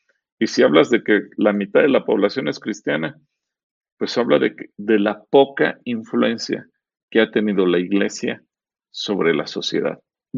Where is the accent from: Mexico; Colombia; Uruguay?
Mexico; Puedo hablar como mexicano de nuestros defectos como mexicanos